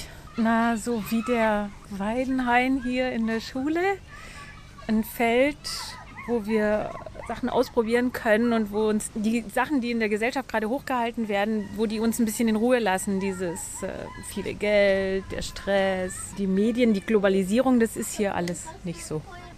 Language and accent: German; Gottmadingen, Baden-Württemberg, Germany; accent: Alemannic; moved away as an adult; now in Wallmow, Germany; Ja, aus dem Alemannischen komme ich. Ich komme aus Gottmadingen bei Singen am Hundwil, genau die andere Ecke.